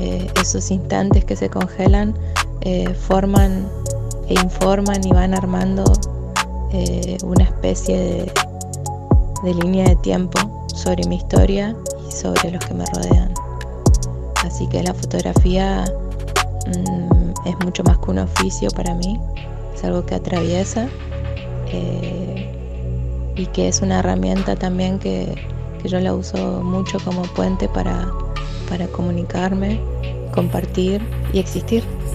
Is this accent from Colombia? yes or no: no; Resistencia, Chaco, Argentina; de Resistencia Chaco.